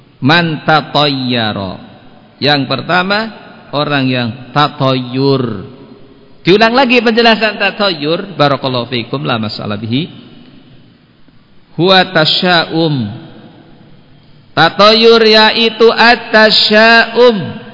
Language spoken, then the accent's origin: Indonesian; Banyumas, Central Java, Indonesia; Kalau kita orang Banyumas, kalau hari Sabtu itu pantangan untuk melakukan apa?